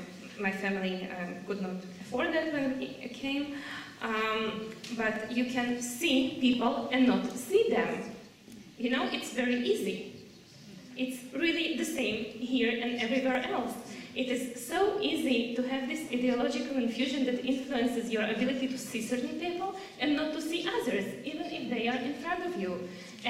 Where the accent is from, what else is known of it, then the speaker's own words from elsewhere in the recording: Haifa, Haifa District, Israel; I grew up in Haifa, I went to a segregated school system, like most kids in Haifa.